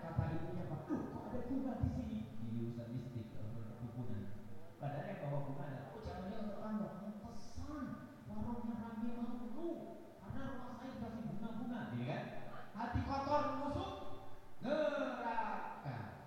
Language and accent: Indonesian; East Java, Indonesia; Sebab kami orang Jawa Timur.